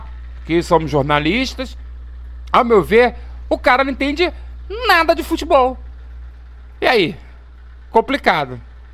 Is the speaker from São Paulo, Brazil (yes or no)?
no; Mesquita, Rio de Janeiro, Brazil; como sou de Mesquita, quem gerencia é a LSB, né?